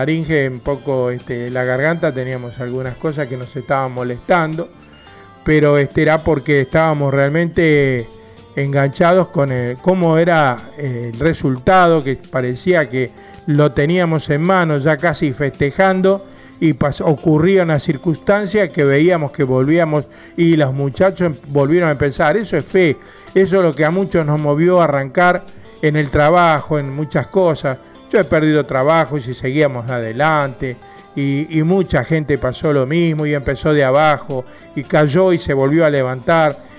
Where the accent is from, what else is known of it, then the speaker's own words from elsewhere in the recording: Quilmes, Buenos Aires Province, Argentina; los que somos de acá de Quilmes